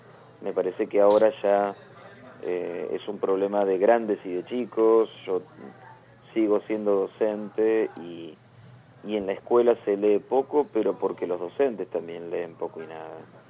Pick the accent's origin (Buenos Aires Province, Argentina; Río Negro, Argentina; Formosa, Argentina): Buenos Aires Province, Argentina; Castelar; Yo me crié en Castelar, aquí en el oeste del Gran Buenos Aires.